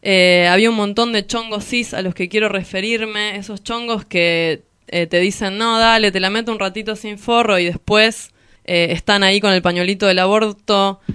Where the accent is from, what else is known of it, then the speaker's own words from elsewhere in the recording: Hurlingham, Buenos Aires Province, Argentina; de Hurlingham, no me quiero ir